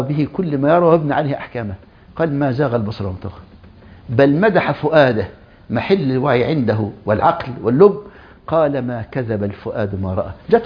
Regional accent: Egypt; بل كان عندنا في مصر

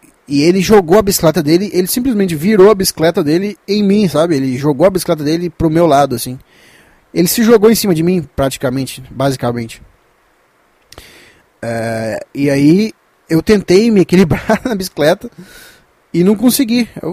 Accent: Minas Gerais, Brazil; pra quem não sabe, eu sou de Minas

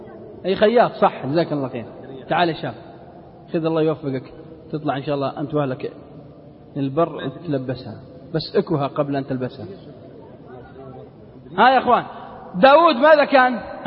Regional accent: Unaizah, Al-Qassim, Saudi Arabia; وفي بلدنا القصيم عنيزة

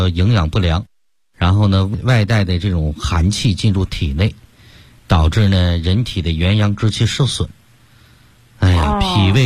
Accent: Beijing, China; 我们北京人不是说病根儿吗？

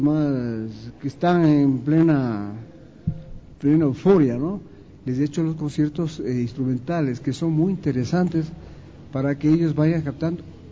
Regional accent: Colombia; also born or lived in Brazil; now in Ecuador; yo viví en Brasil, yo me formé en Brasil como director de orquesta. Entonces, tengo todas esas... y soy colombiano además

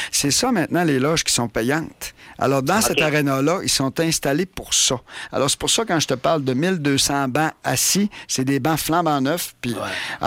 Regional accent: Chicoutimi, Quebec, Canada; moi, je viens de Chicoutimi.

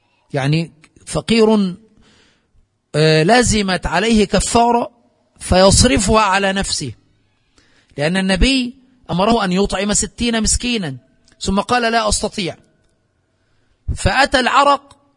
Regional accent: Aswan, Aswan Governorate, Egypt; كما يفعل عندنا في أسوان وفي قرى الصعيد

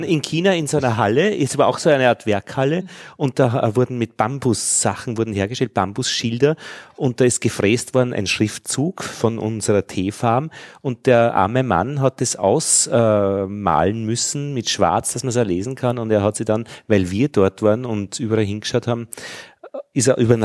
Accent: Altheim, Upper Austria, Austria; In Altheim und ich bin in Braunau am Inn zur Schule gegangen.

